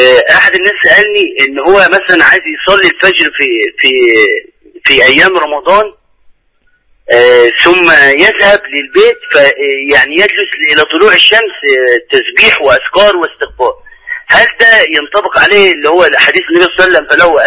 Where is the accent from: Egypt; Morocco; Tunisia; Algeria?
Egypt; Asyut, Asyut Governorate; انا من اسيوط.